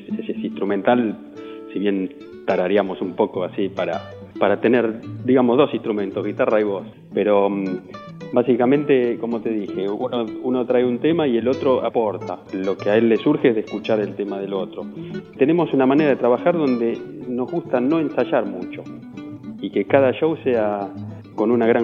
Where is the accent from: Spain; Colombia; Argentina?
Argentina; yo soy argentino, él es uruguayo.